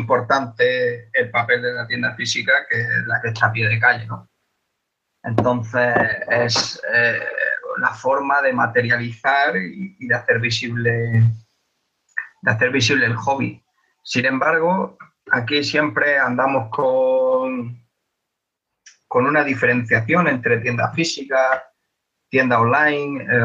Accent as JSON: {"language": "Spanish", "town": "Granada", "region": "Andalusia", "country": "Spain", "said": "Porque yo, por ejemplo, que soy de Granada, llevo consumiendo este hobby bastantes años"}